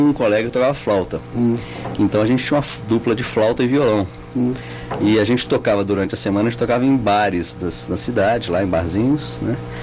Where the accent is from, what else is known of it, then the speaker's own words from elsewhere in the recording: Belo Horizonte, Minas Gerais, Brazil; Sou mineiro, Belo Horizonte.